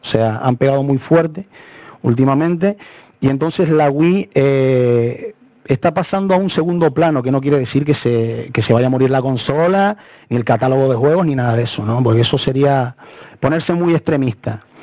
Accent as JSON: {"language": "Spanish", "town": "La Palma", "region": "Canary Islands", "country": "Spain", "said": "yo soy de aquí de Canarias, de una isla pequeñita al lado, La Palma."}